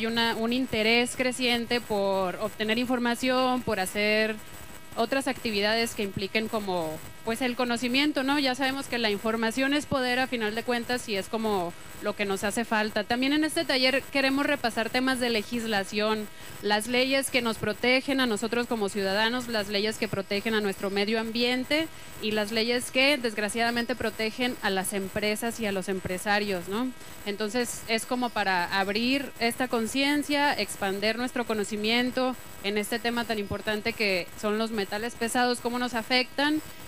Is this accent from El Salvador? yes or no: no; Hermosillo, Sonora, Mexico; vengo de Hermosillo.